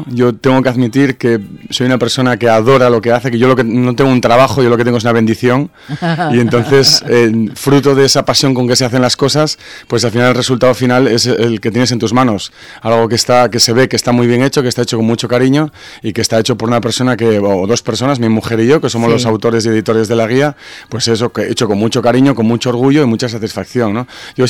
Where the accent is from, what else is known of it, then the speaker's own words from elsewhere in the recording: Asturias, Spain; Yo soy asturiano, sí